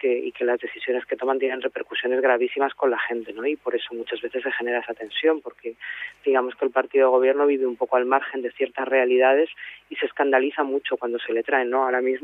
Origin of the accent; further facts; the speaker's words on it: Rivas-Vaciamadrid, Community of Madrid, Spain; Bueno, en mi caso yo soy de Rivas y me movía en el ámbito de los movimientos juveniles y de la militancia de barrio